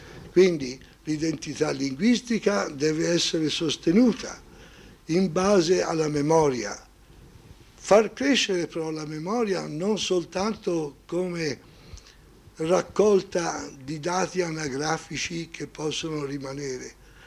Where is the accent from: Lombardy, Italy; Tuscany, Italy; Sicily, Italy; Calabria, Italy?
Tuscany, Italy; Florence; accent: Tuscan; Io sono fiorentino e il toscano, lo si capisce subito che sono fiorentino e toscano